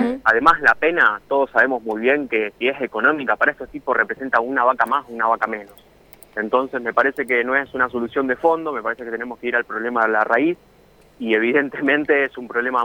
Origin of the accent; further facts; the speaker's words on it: Rosario, Santa Fe, Argentina; de la situación que estamos padeciendo como rosarinos y como argentinos, porque el humedal nos identifica a todos, ¿no?, como argentinos